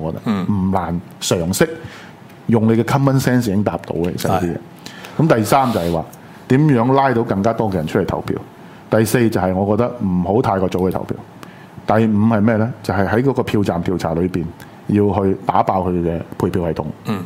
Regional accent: Hong Kong; 所以你就说我们香港人的优点是什么呢？

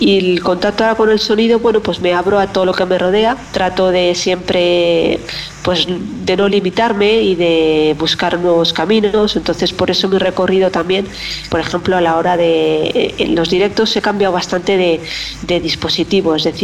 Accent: Madrid, Community of Madrid, Spain; born there; also born or lived in Zaragoza; Nací en Madrid, actualmente pues vivo también entre Madrid y Zaragoza

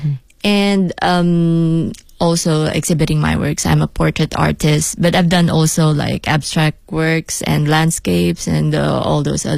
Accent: Philippines; now in Beijing, China; I'm an artist from the Philippines. And yes, I'm here in Beijing to promote my my show. But actually, I've been living here for like 4 years now.

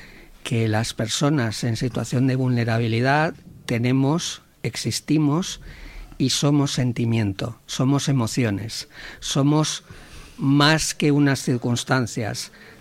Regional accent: Valladolid, Castile and León, Spain; Y yo soy migrante interno, ¿eh? Yo, mi ciudad natal es Valladolid y ya ves dónde estoy.

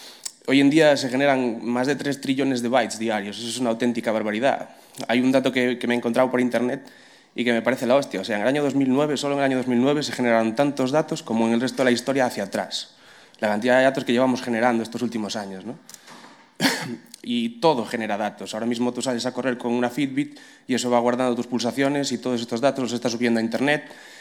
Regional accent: Galicia, Spain; first language Galician; Spanish is a second language; Me da igual, yo soy gallego hablante.

